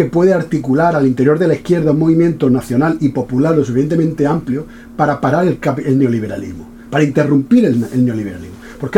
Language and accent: Spanish; El Ejido, Andalusia, Spain; Y yo soy de Ejido.